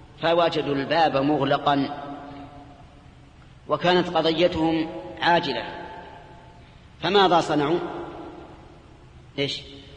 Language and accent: Arabic; Saudi Arabia; الصراع الكلامي الموجود هنا عندنا في السعودية